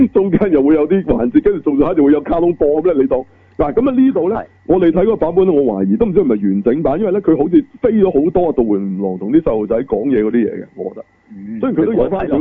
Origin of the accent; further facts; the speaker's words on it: Hong Kong; 第一個古仔我哋香港人係最有感情嘅，就係講買樓